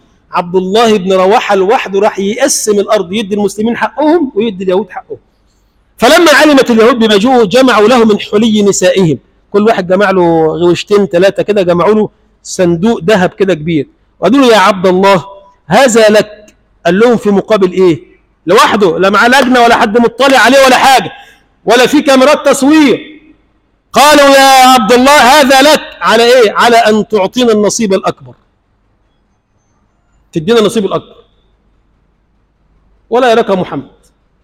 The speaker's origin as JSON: {"language": "Arabic", "country": "Egypt", "said": "اللهم اجعل بلدنا مصر بلدا آمنا مطمئنا سخاء رخاء"}